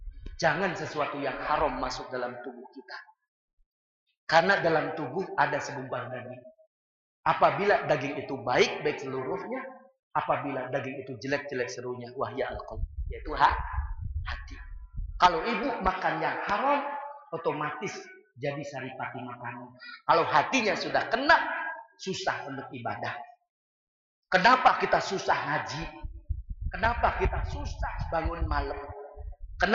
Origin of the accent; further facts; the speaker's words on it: Cirebon, West Java, Indonesia; kita orang Cirebon